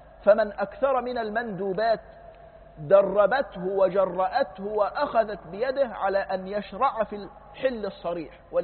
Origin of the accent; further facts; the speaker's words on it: Egypt; كانت عندنا في مصر معرفش 30 ميل